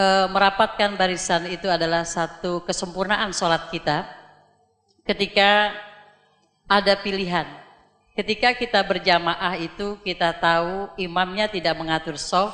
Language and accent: Indonesian; Jakarta, Indonesia; Terima kasih, kami dari Jakarta, Buya. Dengan 4 bis kami berangkat kemari.